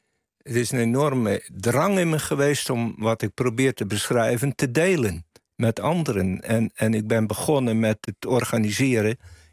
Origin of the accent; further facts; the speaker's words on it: Zeeland, Netherlands; Ik kom uit Zeeland, uit de wijsheid van Walcheren.